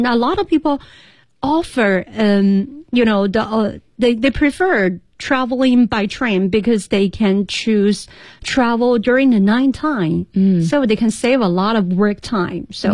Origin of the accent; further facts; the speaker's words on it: Chengdu, Sichuan, China; English is a second language; now in Beijing, China; from Chengdu, my hometown, to Beijing